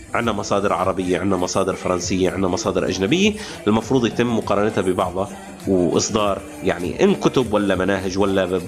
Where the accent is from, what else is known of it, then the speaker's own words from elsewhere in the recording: Syria; نحن لسنا فقط دروز ولسنا فقط سوريين، نحن سوريون دروز عرب.